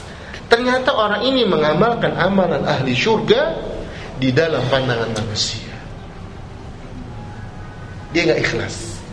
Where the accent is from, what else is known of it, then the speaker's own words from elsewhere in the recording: Jakarta, Indonesia; Saya orang Betawi Pak, orang Kemayoran. Saya itu duduk Kemayoran